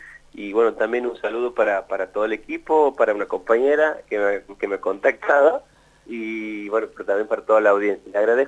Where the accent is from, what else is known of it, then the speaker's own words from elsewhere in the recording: Santiago del Estero, Argentina; nosotros, como te digo, vuelvo a registrar, somos de Santiago del Estero